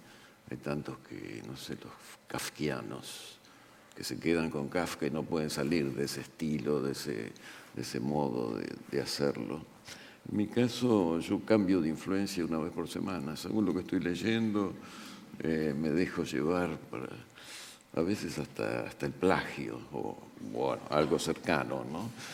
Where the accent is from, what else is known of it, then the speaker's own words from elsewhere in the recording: Argentina; para los argentinos, que somos tan argentinos, lamentablemente